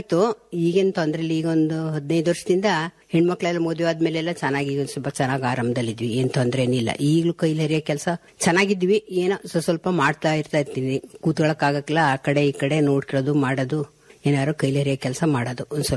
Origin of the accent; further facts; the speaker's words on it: Kuguru, Karnataka, India; ನಾವು ಕೂಗೂರಲ್ಲಿ ಹುಟ್ಟಿ ಬೆಳೆದಿದ್ದು, 50 ವರ್ಷ ಆಯ್ತು ಮದುವೆ ಆಗಿ.